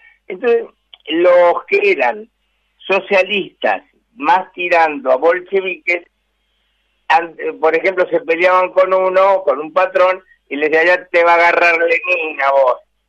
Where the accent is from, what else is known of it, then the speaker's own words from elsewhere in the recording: Buenos Aires, Argentina; Y yo de esto entiendo mucho porque me crié en Villa Crespo, ¿no?